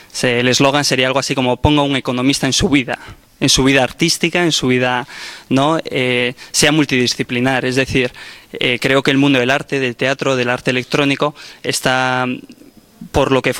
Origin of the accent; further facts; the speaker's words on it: Bilbao, Basque Country, Spain; Yo vengo de Bilbao, como por aquí un compañero